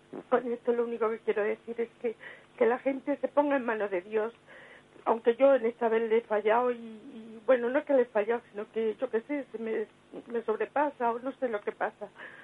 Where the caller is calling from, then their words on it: Madrid, Community of Madrid, Spain; soy de Madrid.